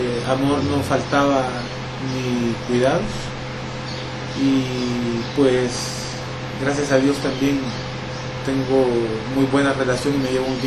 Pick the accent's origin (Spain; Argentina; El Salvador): El Salvador; San Salvador; born there; Nací aquí en San Salvador.